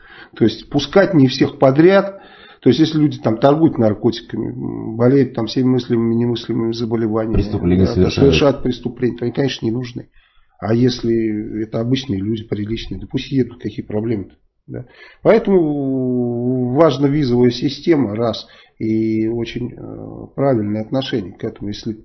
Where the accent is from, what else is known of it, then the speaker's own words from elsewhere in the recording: Saratov, Saratov Oblast, Russia; а я из Саратова.